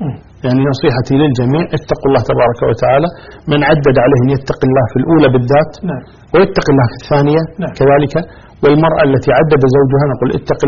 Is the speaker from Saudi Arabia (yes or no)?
no; Kuwait; كمثال إحنا عندك كويتيين، إحنا الكويت مثلا يقول نسبة الإناث أكثر من نسبة الذكور